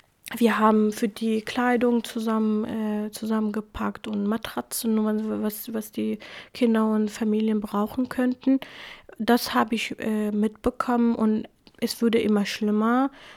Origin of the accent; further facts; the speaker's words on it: Iraq; first language Kurmanji; German is a second language; in der Schule hatte ich Arabisch tatsächlich, aber zu Hause haben wir nur Kurmanji geredet und unsere Lehrer waren auch Jesiden, die meisten waren auch Jesiden. Also ich hatte das Gefühl immer, dass Shingal eigentlich mein Land ist und ich lebe in einer Hauptstadt.